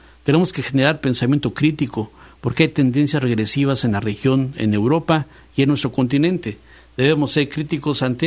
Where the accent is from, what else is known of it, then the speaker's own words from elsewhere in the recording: Mexico; esa es una de las obligaciones que tenemos como mexicanos de acuerdo con la Constitución